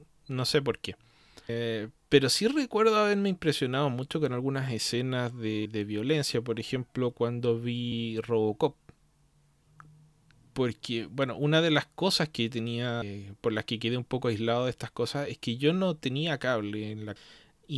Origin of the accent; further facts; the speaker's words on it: Chile; es porque soy chileno, no soy mexicano ni estadounidense